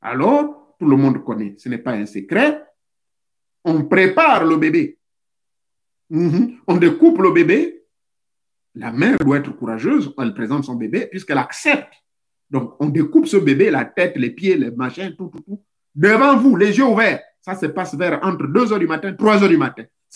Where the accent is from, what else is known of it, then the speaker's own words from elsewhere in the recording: Gabon; Ça existe chez nous au Gabon.